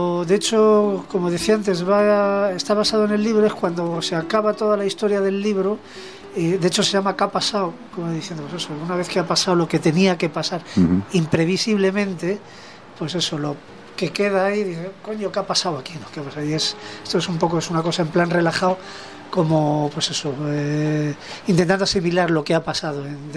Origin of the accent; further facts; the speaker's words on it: Candeleda, Castile and León, Spain; el concierto este de Candeleda, aparte porque es mi pueblo